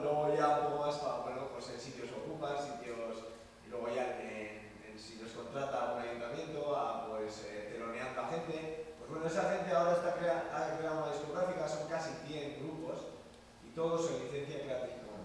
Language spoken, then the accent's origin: Spanish; Basque Country, Spain; ya que venimos de Euskal Herria y a veces el lenguaje es problema y a veces es desconocimiento, ¿no?